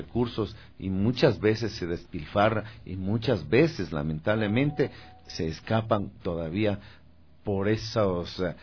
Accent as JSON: {"language": "Spanish", "country": "Ecuador", "said": "Yo soy un ecuatoriano que desarrolló una marca de radio ecuatoriana."}